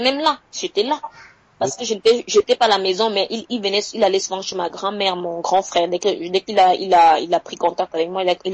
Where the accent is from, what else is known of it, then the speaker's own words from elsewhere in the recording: Cameroon; c'est mon père qui est passé chez nous au Cameroun